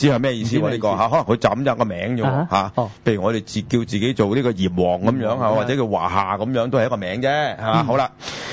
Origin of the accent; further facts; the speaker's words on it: China; 因為遷就我哋中國人啊，我哋中國人就